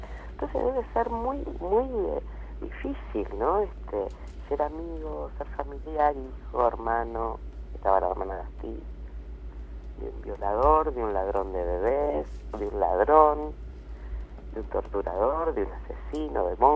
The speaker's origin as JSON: {"language": "Spanish", "country": "Argentina", "said": "sino de orgullo como argentina"}